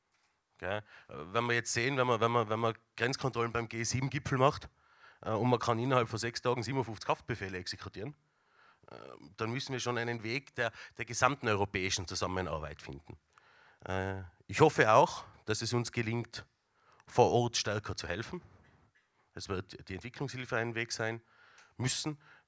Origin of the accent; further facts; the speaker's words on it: Tyrol, Austria; da sind wir als Tiroler natürlich dabei